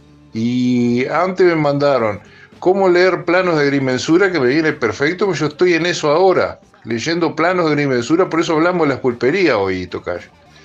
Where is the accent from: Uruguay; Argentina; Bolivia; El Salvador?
Uruguay; que describe cómo eran los uruguayos, cómo somos los uruguayos anoche.